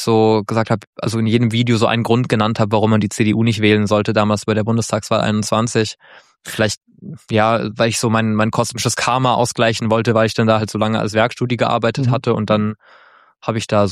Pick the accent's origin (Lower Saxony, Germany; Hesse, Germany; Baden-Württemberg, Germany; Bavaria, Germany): Baden-Württemberg, Germany; Mannheim; Ich komme, wie gesagt, aus Mannheim und in der Nähe von Mannheim, das ist nicht so weit von der französischen Grenze.